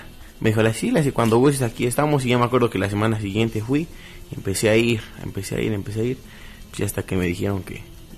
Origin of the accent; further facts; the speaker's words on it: Pachuca, Hidalgo, Mexico; soy originario de Pachuca, orgullosamente pachuqueño